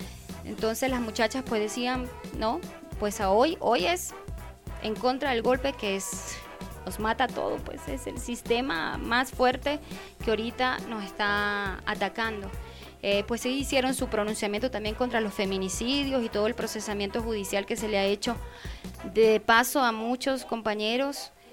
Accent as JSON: {"language": "Spanish", "town": "Guanare", "region": "Portuguesa", "country": "Venezuela", "tie": "born or raised there", "said": "no tenemos cómo comunicarnos con Guanare, que es mi pueblo."}